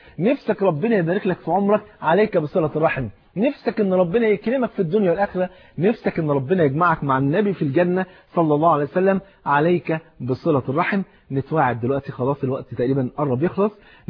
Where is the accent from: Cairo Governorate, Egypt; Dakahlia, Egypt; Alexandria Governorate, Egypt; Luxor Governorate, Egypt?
Cairo Governorate, Egypt; Cairo; هو فاتح محل كبير في إحدى المولات الكبيرة عندنا في القاهرة